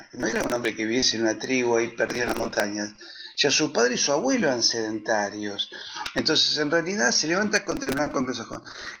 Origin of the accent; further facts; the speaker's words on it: Hurlingham, Buenos Aires Province, Argentina; Yo me crié en un lugar en el Gran Buenos Aires que se llama Hurlingham, o se pronuncia Hurlingham, donde hay un barrio inglés, y es llamativo porque ahí vivían los ingleses que vinieron con los ferrocarriles, con las empresas británicas, etc.